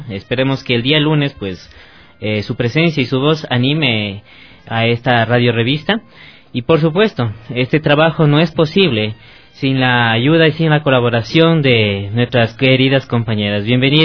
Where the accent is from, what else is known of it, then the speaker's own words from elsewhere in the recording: Ecuador; eso creo que nos enorgullece a todos nosotros como ecuatorianos